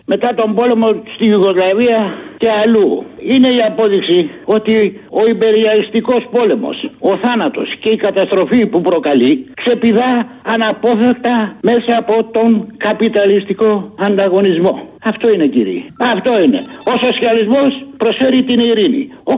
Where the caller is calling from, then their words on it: Aigaleo, Attica, Greece; από το Εγάλιο.